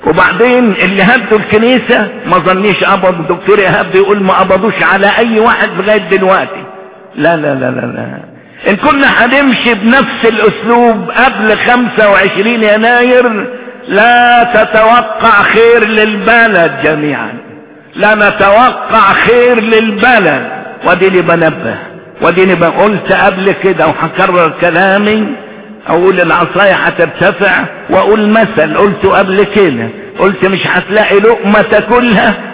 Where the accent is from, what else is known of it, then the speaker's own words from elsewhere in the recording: Egypt; المواطنة يعني انا مصري، انا مصري ليا كل الحقوق